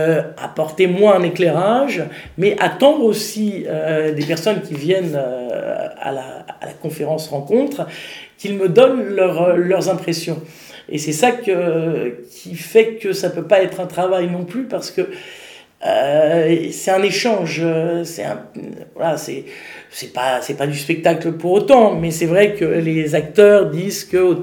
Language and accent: French; Paris, Île-de-France, France; parce que je suis parisienne et plus très jeune